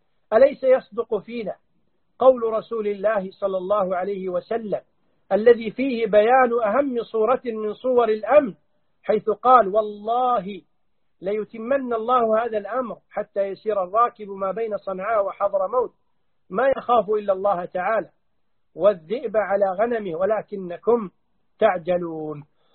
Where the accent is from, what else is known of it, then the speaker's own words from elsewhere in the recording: Kuwait; ونحن ولله الحمد نعيش في الكويت بأمان، نسير من بلدنا الكويت